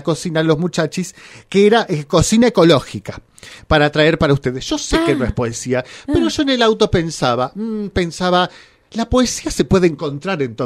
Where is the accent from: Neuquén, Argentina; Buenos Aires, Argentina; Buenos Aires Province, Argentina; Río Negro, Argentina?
Río Negro, Argentina; Bariloche; Que le escucho el programa, que yo soy de Bariloche.